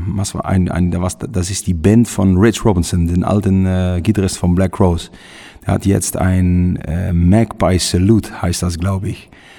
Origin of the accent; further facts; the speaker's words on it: Netherlands; German is a second language; haben wir ein großes Konzert gegeben bei uns in Holland im Tilburg